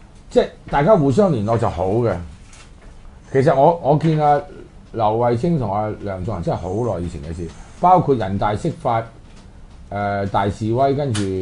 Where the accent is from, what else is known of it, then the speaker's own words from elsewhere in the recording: China; 我哋中國人用呢個誓死啦